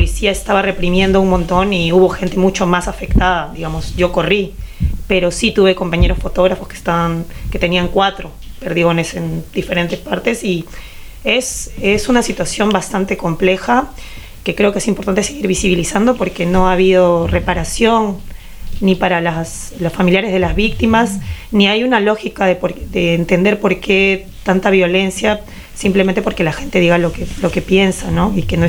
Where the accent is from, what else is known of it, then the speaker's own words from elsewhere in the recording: Lima, Peru; Fuimos, nos vimos en nuestras casas, fuimos a la playa, compartimos como también limeñas, ¿no?